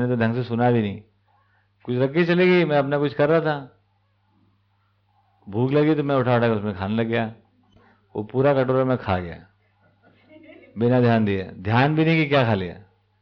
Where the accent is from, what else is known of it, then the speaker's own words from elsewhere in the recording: Indore, Madhya Pradesh, India; हमारे इंदौर में सबसे ज़्यादा एलर्जी अगर इंदौर वालों किसी से होगी